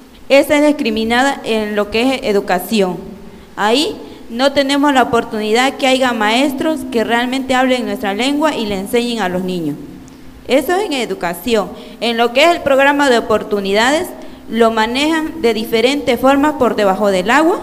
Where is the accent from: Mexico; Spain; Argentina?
Mexico; Tabasco; Soy de Tabasco.